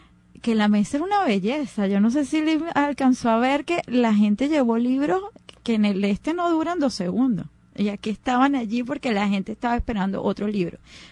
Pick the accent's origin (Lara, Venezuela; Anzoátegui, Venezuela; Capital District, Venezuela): Capital District, Venezuela; Caracas; somos los mismos caraqueños, los mismos venezolanos